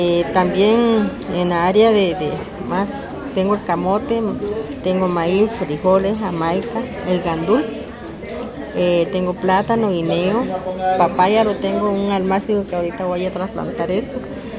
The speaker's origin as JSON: {"language": "Spanish", "country": "Nicaragua", "tie": "born or raised there", "also_born_or_lived": "Upala, Costa Rica", "moved": "as an adult", "lives_now": "Costa Rica", "said": "Yo vine de Nicaragua, digamos a los 27 años por ahí, pero cuando yo nací en Upala. Lo que pasa es que como de 6, 7 años mis padres me llevaron a Nicaragua y después volví otra vez."}